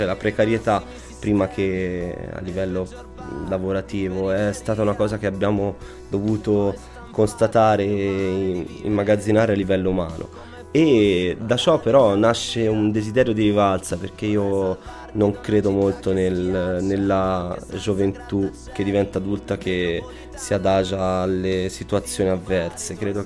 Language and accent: Italian; Tuscany, Italy; che è una provocazione essendo io toscano